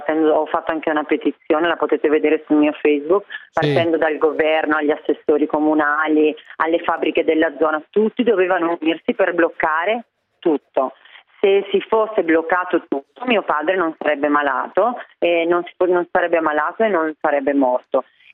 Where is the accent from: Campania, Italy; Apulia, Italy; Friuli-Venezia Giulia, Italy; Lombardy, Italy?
Lombardy, Italy; Bergamo; io da bergamasca in questi giorni sto vivendo una tragedia